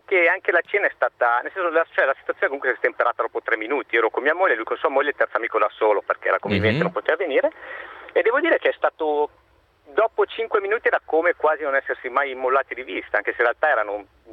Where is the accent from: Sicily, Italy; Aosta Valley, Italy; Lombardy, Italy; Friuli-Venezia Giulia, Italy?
Lombardy, Italy; Turbigo; Io non sono di Pavia, sono di Turbigo, vicino al Ticino.